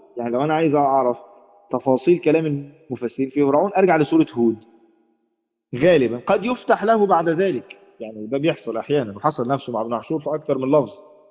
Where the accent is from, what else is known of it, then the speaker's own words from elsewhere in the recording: Egypt; عندنا في مصر، مش عارف انتوا عارفين النيش ولا